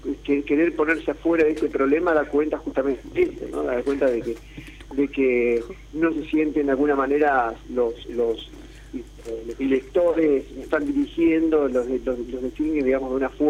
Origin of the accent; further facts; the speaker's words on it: La Plata, Buenos Aires Province, Argentina; yo soy de La Plata